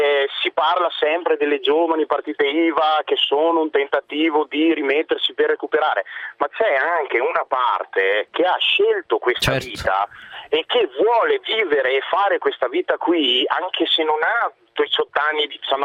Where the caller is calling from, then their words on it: Verona, Veneto, Italy; io appunto chiamo da Verona, sono di ACTA, quindi l'Associazione dei Consulenti del Terziario Avanzato